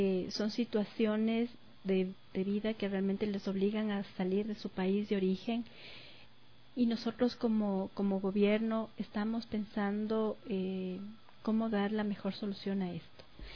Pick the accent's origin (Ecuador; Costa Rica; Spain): Ecuador; Yo como ciudadana, yo como ecuatoriana, cuando he tenido que salir del país